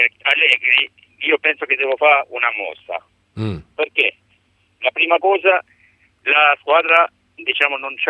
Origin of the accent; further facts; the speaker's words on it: Albania; now in Latina, Italy; E sono dall'Albania, però vivo in Latina, diciamo, da 12 anni.